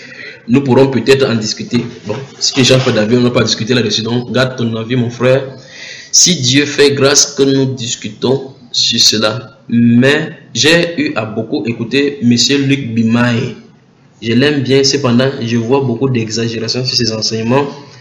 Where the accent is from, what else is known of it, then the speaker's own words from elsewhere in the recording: Martinique; je suis des Antilles, la Martinique.